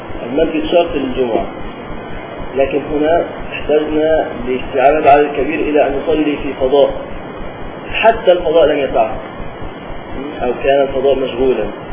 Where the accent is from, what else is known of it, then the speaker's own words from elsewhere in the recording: Upper Egypt, Egypt; كما يحصل عندنا في الصعيد مثلا